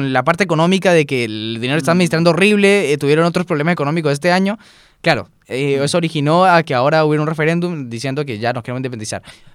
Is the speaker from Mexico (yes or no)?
no; Colombia; recuerden que yo soy colombiano, ¿no? Así que yo en parte veo cosas de Colombia.